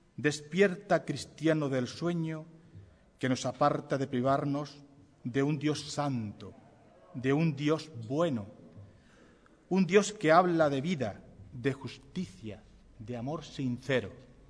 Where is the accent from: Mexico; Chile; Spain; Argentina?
Spain; Ubrique, Andalusia; este humilde ubriqueño, penitente y cofradiero